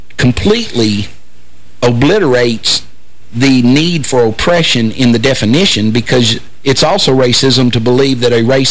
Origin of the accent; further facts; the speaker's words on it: Hopkinsville, Kentucky, United States; I grew up in Hopkinsville, Kentucky.